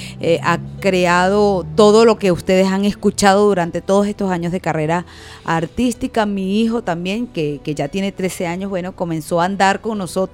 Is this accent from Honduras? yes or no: no; Chabasquén, Portuguesa, Venezuela; also born or lived in Biscucuy; yo soy nacida en Viscocuy, en el municipio Sucre del estado portuguesa, zona alta, pero por cuestiones de la vida. Sencillamente me tocaba nacer allá, pero al siguiente día de retorno a Chabasquén.